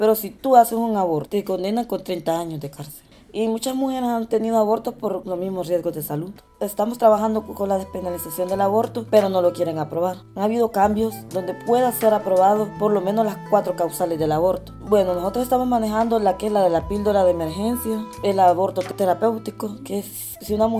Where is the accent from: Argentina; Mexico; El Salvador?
El Salvador; vengo del grupo Semillas de Libertad y soy del Salvador.